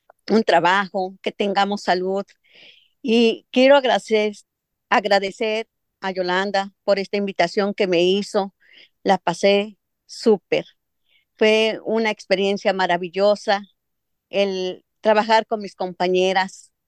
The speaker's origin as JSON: {"language": "Spanish", "town": "San Mateo Huitzilcingo", "region": "State of Mexico", "country": "Mexico", "said": "Soy del Estado de México, de un pueblito llamado San Mateo Huitzilcingo."}